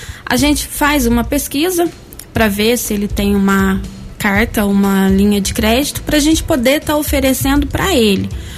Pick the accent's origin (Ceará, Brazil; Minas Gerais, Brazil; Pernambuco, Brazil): Minas Gerais, Brazil; Guaxupé; now in Guaranésia, Brazil; Sou de Guaxupé.